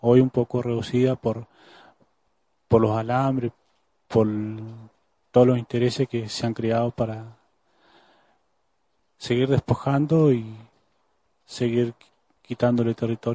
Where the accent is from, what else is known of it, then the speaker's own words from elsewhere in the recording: Neuquén, Argentina; Vengo de la provincia de Neuquén, de ahí de cerca de Zapala, Milof, en el cual vivo actualmente